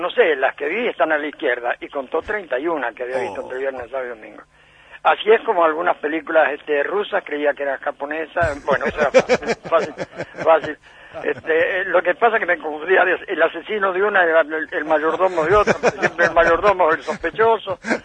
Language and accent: Spanish; Villa Cañas, Santa Fe, Argentina; Yo nací, paré por medio con el cine de mi pueblo.